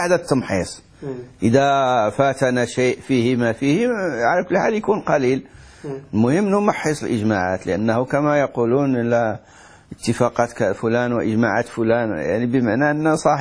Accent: Morocco; احنا عندنا في المغرب مثل يقول حلال حرام

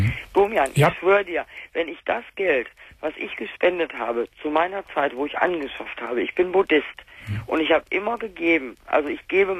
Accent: North Rhine-Westphalia, Germany; now in Hesse, Germany; Bei uns im Ruhrgebiet, ich bin jetzt in Hessen hier, bei uns im Rheinland, die Preise sind im Arsch.

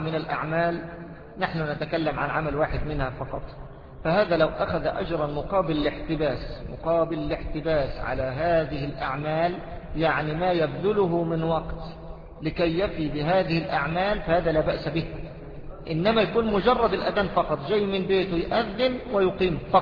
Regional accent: Mansoura, Dakahlia, Egypt; أمام بيت المحافظ عندنا في المنصورة طائفتان

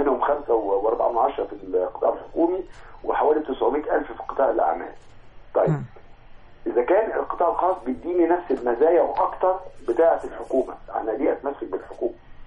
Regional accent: Egypt; هي المشكله عندنا في مصر في المؤهلات

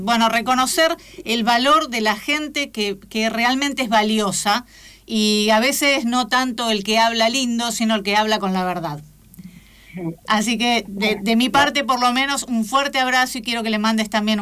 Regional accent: Argentina; a mí me da mucha vergüenza como argentina.

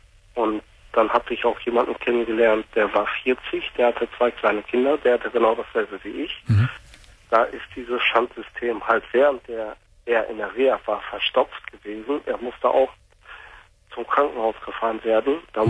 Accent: North Rhine-Westphalia, Germany; now in Lower Saxony, Germany; Ich komme aus dem Ruhrgebiet gebürtig, aus dem Ruhrgebiet. Und wir wohnen jetzt seit 98 halt auf dem Land in Niedersachsen.

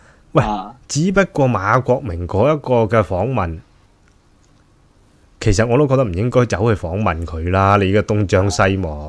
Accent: Hong Kong; 我谂作为一个香港人

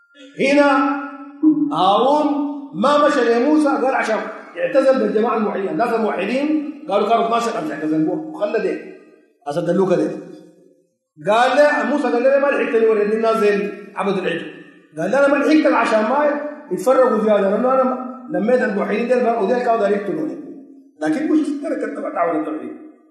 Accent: Sudan; زي سين عندنا في السودان

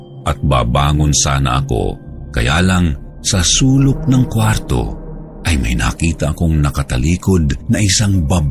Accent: Bicol Region, Philippines; 21 taong gulang. Ako ay taga-Albay, Bicol.

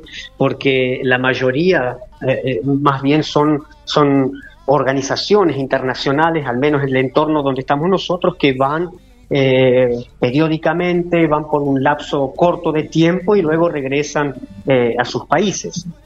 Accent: Chile; born there; Nací en Chile, ya de pequeño.

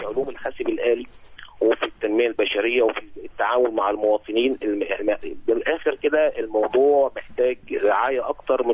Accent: Egypt; احنا عندنا في مصر بنخضع لقانون الخدمة المدنية

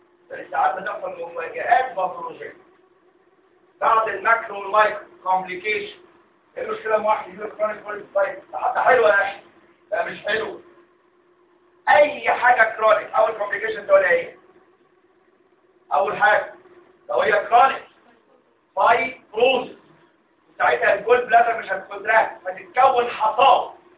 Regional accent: Egypt; هو تكرر الكلام ده عندنا في مصر. يعني هو تكرر ان عندنا في مصر يطلق في السجن

